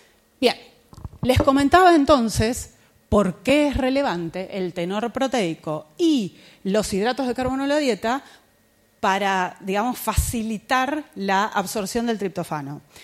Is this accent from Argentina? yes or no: yes; Argentina; Pero bueno, yo soy argentina y le digo así, ¿está bien?